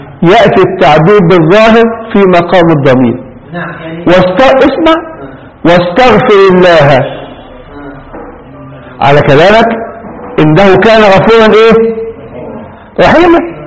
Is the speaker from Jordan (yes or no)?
no; Egypt; إحنا هنا نستعملها كمصريين، ولك يا بني آدم يعني إيه؟